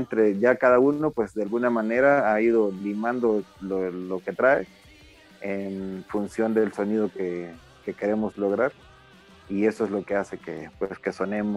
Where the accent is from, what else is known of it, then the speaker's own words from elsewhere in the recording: El Salvador; yo soy de El Salvador, entonces pues allá armé una banda con unos amigos